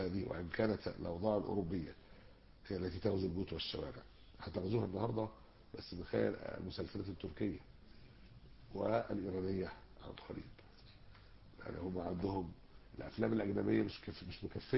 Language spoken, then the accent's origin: Arabic; Egypt; أنتوا فين الخناقات اللي على الرقيق يعني عندنا في مصر؟